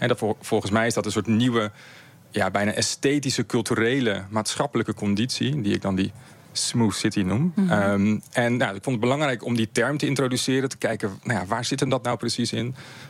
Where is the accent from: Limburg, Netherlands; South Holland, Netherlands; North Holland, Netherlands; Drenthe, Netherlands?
North Holland, Netherlands; Amsterdam; Ik kom zelf uit Amsterdam.